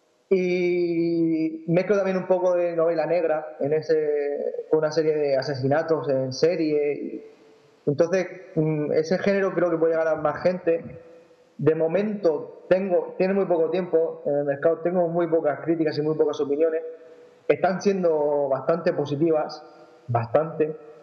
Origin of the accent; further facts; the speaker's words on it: Rafal, Valencian Community, Spain; Pues yo soy de un pequeño pueblo de Alicante, de un pueblo que se llama Rafal. Es un pueblo chiquitito, muy pocos habitantes, tenemos unos 4.500 más o menos, si no me equivoco, por ahí.